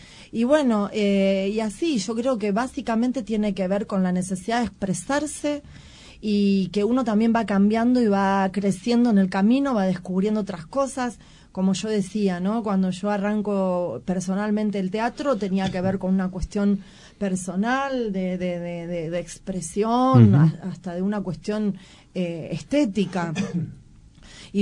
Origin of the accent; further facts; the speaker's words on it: Moreno, Buenos Aires Province, Argentina; born there; caigo a Moreno, que en realidad es mi tierra natal, pero bueno, no estaba viviendo acá.